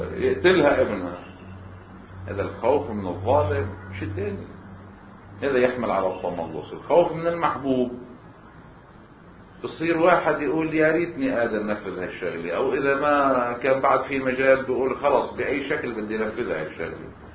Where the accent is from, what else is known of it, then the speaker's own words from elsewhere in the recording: Lebanon; على الطريقة السائدة عندنا بلبنان التسويات